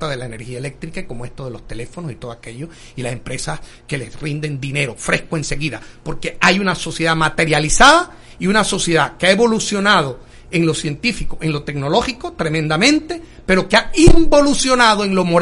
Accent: Tolé, Chiriquí, Panama; por supuesto, yo soy un hombre de Tolé

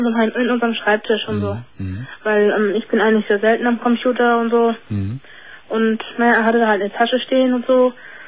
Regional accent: Northern Germany, Germany; weil ich komme aus dem Norden

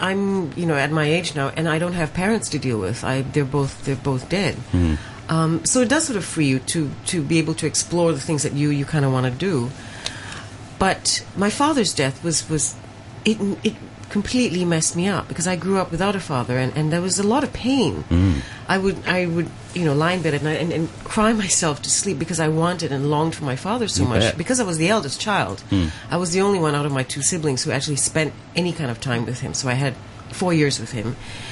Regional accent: Malaysia; Growing up Chinese, growing up Punjabi, someone who was of mixed identities, growing up in Malaysia.

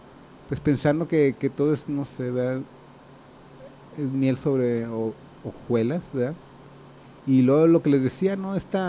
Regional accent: Mexico; mi crítica así como muy, pues muy humilde, y más como mexicano, ¿no?

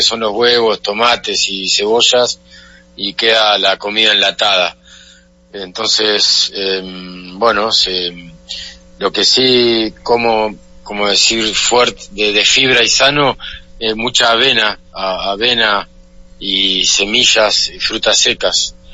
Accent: Mar del Plata, Buenos Aires Province, Argentina; Estoy en Argentina, bueno, aquí de donde soy yo, en Mar del Plata. Estamos sobre la playa, en el océano.

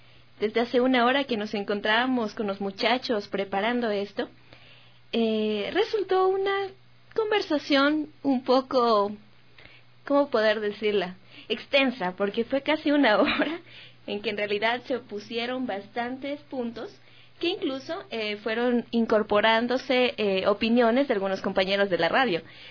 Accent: Ecuador; Pero ¿qué hay de aquellas victorias que como ecuatorianos hemos tenido?

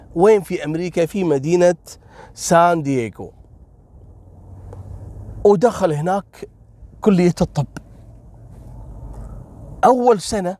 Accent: Kuwait; واحد فيهم من الأسرة الحاكمة عندنا في الكويت.

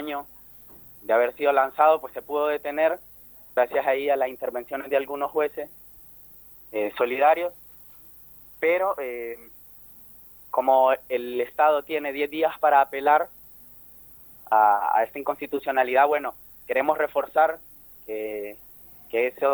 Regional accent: El Salvador; Yo también ando por ahí, que soy salvadoreño.

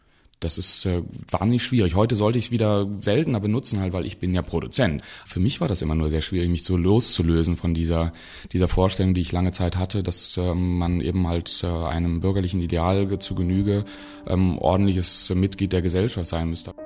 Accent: Bonn, North Rhine-Westphalia, Germany; Ich bin ja in Bonn aufgewachsen, zur Schule gegangen, halt zur Universität

